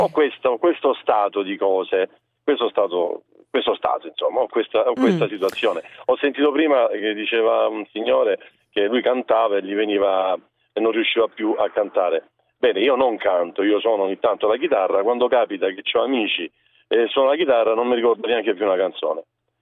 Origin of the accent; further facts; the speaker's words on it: Lecce, Apulia, Italy; In realtà io sono di Lecce, non sono di Ravenna, sto andando a Ravenna.